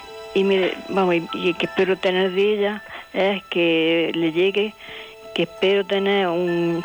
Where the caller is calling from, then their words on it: Almería, Andalusia, Spain; de Almería.